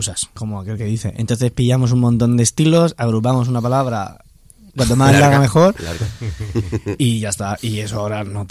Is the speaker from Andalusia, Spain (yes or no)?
no; Alicante, Valencian Community, Spain; yo soy de Alicante. Aquí nadie es de Madrid